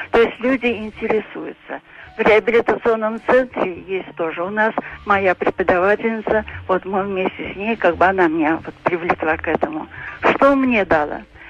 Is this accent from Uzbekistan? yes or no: no; Saint Petersburg, Russia; я из Санкт-Петербурга.